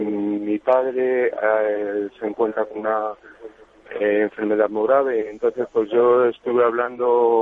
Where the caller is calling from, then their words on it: Madrid, Community of Madrid, Spain; de Madrid.